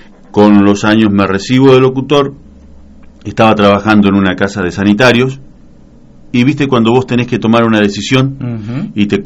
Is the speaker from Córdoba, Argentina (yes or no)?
no; General Pinto, Buenos Aires Province, Argentina; born there; yo nací en General Pinto, en la provincia de Buenos Aires. Soy hijo de tamberos.